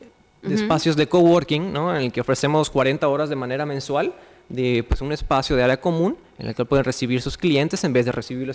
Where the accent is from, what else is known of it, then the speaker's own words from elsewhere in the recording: Yucatán, Mexico; Pues Mérida, te soy sincero, yo soy yucateco, es una ciudad bellísima